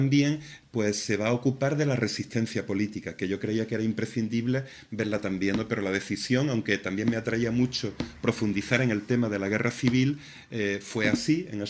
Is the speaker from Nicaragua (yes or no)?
no; Torrox, Andalusia, Spain; Yo soy de Torrox